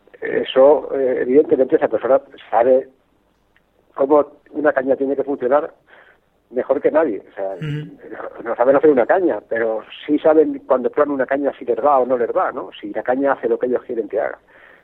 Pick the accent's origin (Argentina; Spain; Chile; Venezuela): Spain; En eso no soy muy español, soy más americano que español, ¿no?